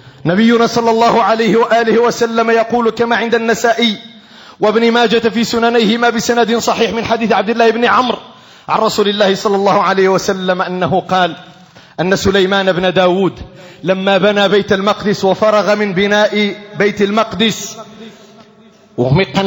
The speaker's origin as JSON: {"language": "Arabic", "country": "Morocco", "said": "وعلينا كمغاربة عليكم أيها المغاربة أن تعلموا أولادكم"}